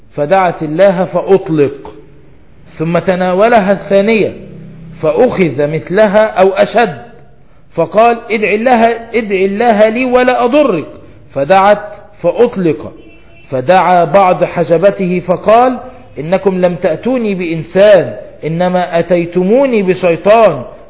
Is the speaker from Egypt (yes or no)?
yes; Egypt; احنا عندنا في مصر انت ممكن تروح للراجل اللي بيبيع الدجاج فراخ